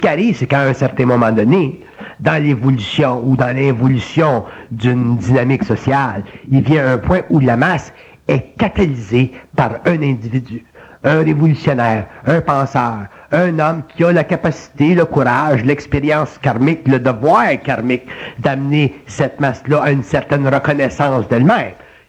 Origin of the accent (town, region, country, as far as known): Quebec, Canada